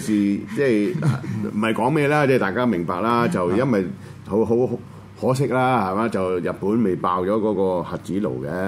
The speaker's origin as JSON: {"language": "Cantonese", "country": "China", "said": "我根本唔嚇，我係中國人"}